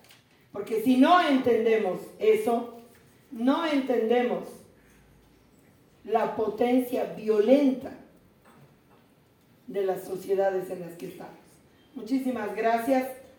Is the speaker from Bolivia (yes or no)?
yes; Bolivia; yo soy boliviana, y como boliviana